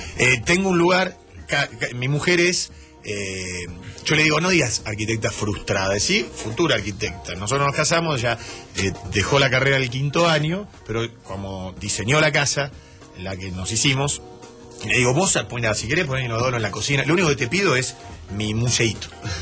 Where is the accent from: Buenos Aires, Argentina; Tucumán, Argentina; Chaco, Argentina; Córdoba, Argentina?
Buenos Aires, Argentina; Caballito; yo soy de Caballito. Bueno, toda la adolescencia, sí, hasta los 20, Caballito.